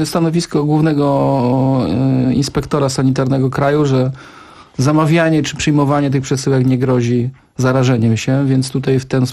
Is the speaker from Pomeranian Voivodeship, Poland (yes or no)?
no; Kraków, Lesser Poland, Poland; Ja jestem z Krakowa, ja się zastanawiam.